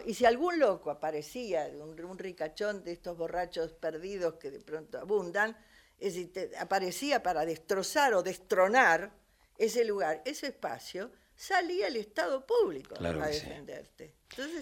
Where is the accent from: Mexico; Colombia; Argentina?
Argentina; Buenos Aires; yo que soy una porteña de alma y defensora del porteñismo, digamos, ¿no? Digo, soy hija del Hospital Rivadavia.